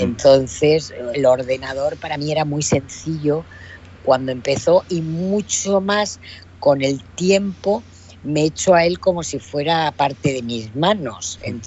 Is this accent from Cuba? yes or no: no; Alicante, Valencian Community, Spain; un momento en el año 2000 que me vuelvo a Alicante, a mi tierra, porque mi madre está muy mayor